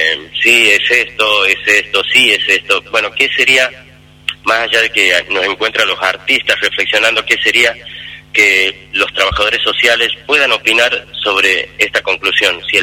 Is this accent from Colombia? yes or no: no; Tucumán, Argentina; me encuentro en Buenos Aires, en el tiempo de pandemia, y como tucumano sentía que llegaba el 9 de julio